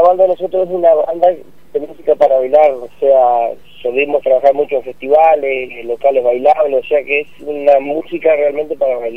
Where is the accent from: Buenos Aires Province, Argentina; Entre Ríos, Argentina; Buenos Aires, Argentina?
Entre Ríos, Argentina; Aldea San Antonio; now in Gualeguaychú, Argentina; nosotros somos de Aldea San Antonio, departamento Gualeguaychú, Entre Ríos.